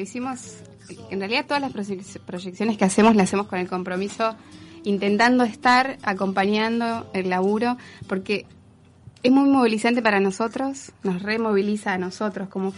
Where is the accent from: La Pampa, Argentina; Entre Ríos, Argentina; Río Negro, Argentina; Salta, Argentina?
Entre Ríos, Argentina; nosotros venimos de Entre Ríos.